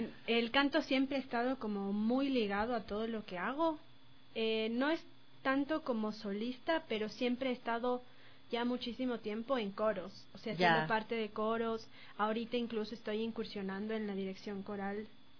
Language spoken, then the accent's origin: Spanish; Quito, Pichincha, Ecuador; Nací en Santa Prisca, pero toda la vida he vivido por el barrio de La México y Luluncoto.